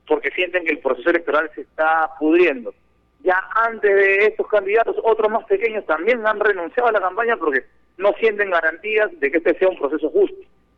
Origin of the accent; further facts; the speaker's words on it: Peru; now in Venezuela; Y yo como exiliado peruano en Venezuela sé lo que es eso, vivir en carne propia.